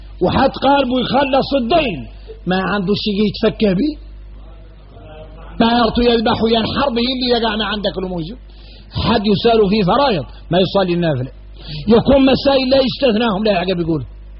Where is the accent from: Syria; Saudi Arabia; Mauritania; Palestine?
Mauritania; احنا موريتاني